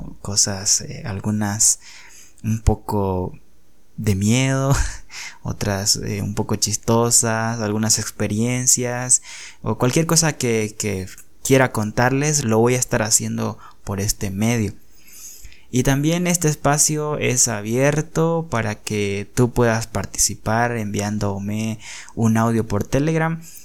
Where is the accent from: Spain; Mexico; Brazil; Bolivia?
Bolivia; yo soy boliviano y no sé si seré el primer podcaster boliviano